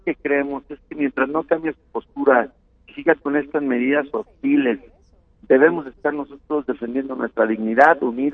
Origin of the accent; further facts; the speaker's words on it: Mexico; claro que los mexicanos unidos podemos lograr lo imposible